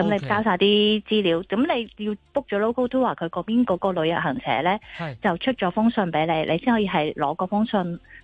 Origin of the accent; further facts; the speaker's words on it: China; 见到你系中国人，佢系咁问你可唔可以同你影相啊